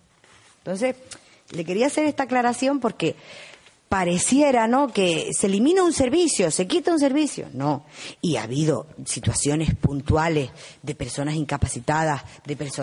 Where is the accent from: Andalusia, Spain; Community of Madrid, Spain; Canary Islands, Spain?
Canary Islands, Spain; Uga; Yo soy del pueblo de Uga. Y mi madre es del pueblo de Uga.